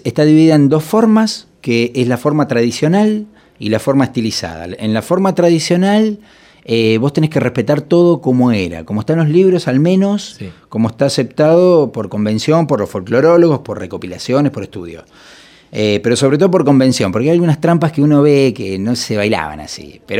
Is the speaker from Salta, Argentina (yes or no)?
no; Punta Alta, Buenos Aires Province, Argentina; Yo vengo de Punta Alta, imagínate que hice todo el secundario en la época del proceso.